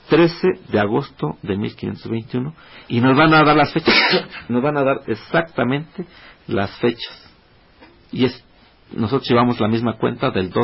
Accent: Mexico; porque somos mexicanos y necesitamos ver nuestra cultura como mexicanos

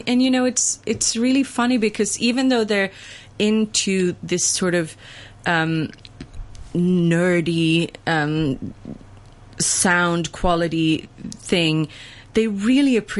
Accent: Sweden; because I'm from Sweden.

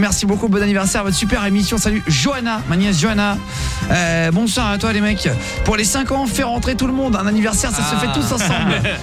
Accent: Normandy, France; je suis normand.

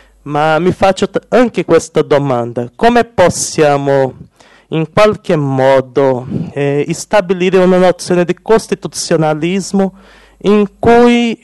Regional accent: Brazil; Italian is a second language; sono brasiliano, sono vissuto con la famiglia qualche tempo in Italia.

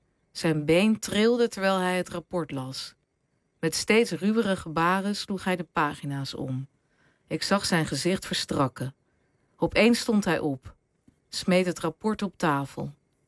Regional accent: The Hague, South Holland, Netherlands; Toen ging ik in Den Haag, waar ik vandaan kom, op kamers.

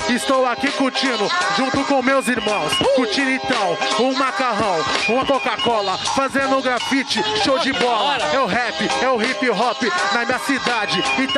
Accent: São Vicente, São Paulo, Brazil; México 70, essa é minha quebrada.

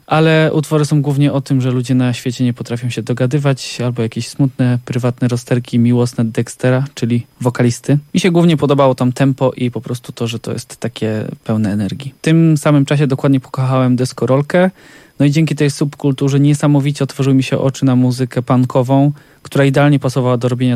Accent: Poznań, Greater Poland Voivodeship, Poland; jako rodowity poznaniak.

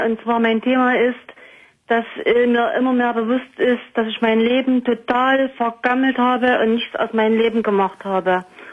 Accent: East Germany, Germany; Da habe ich ja sogar noch gearbeitet zu DDR-Zeiten. Also ich bin aus dem Osten

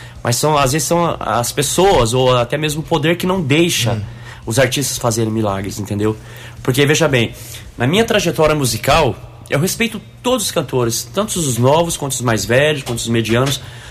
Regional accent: Guaxupé, Minas Gerais, Brazil; Aí, de onde você é? Sou de Guaxupé. Terra boa, hein? Terra do leite.

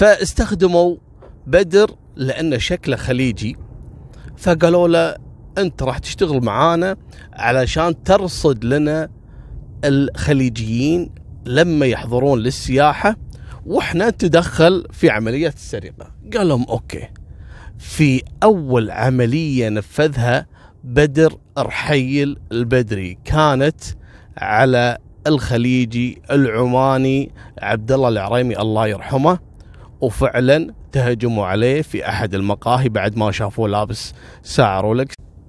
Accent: Kuwait; فيستغل قضية البدون عندنا في الكويت إنه ما عندهم إثباتات

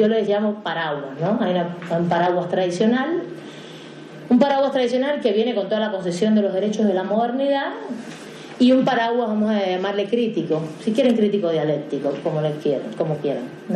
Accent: Cuba; yo vengo de Cuba y conozco bien la legislación por allá

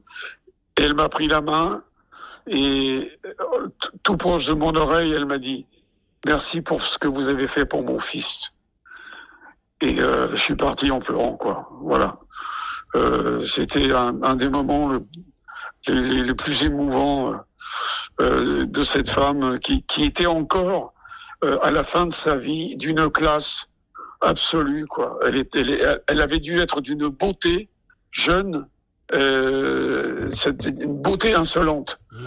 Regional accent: Corsica, France; Et moi, en tant que Corse, les personnes âgées, c'est quelque chose de très important pour nous

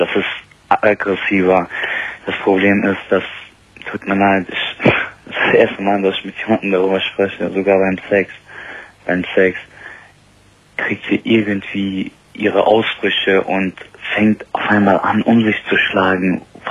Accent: Bonn, North Rhine-Westphalia, Germany; Ich komme aus Bonn, bin 24, wie gesagt, studiere

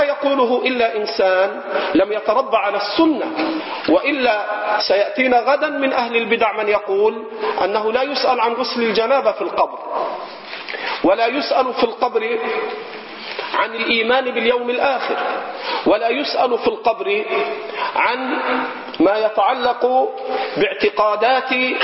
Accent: Egypt; حتى عندنا في مصر، حتى عندنا في مصر

